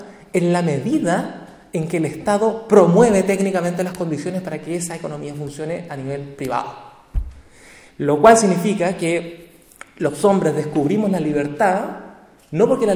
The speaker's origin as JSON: {"language": "Spanish", "country": "Chile", "said": "el caso nuestro, que nosotros somos chilenos, es más probable que nosotros seamos acusados de terrorista que un ciudadano europeo, por ejemplo. Bueno, yo no sé si tiene ciudadanía europea, pero yo no."}